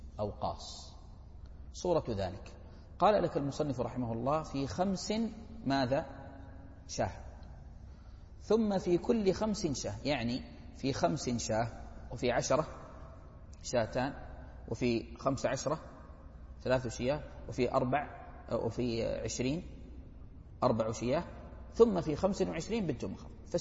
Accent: Hejaz, Saudi Arabia; مفروض لأنه انفرد عن أمه في العرف عندنا في الحجاز

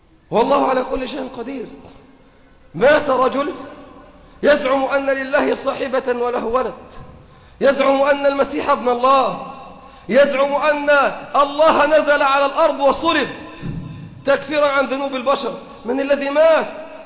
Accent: Egypt; حتى في بلادنا مصر مستضعفون، إلا أن يشاء الله بنا رحمة.

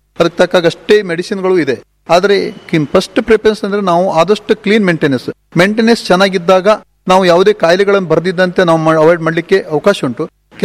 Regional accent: Karki, Karnataka, India; now in Manki, India; ಮೂಲತಃ ನಾನು ಮಾಡಿದ್ದು ಕರ್ಕಿಯಲ್ಲಿ, ಕರ್ಕಿ ಪಾವಿನ್ಕುರ ನನ್ನ ಮೂಲ ಅವರು. ಈಗ ನಾನು ಇರೋದು ಮಂಕಿ ಚಿತ್ತಾರ ಅಂತ ಸರಿ ಬಂದಿದ್ದು. ಇಲ್ಲಿ ಬಂದು 11-12 ವರ್ಷ ಆಯಿತು.

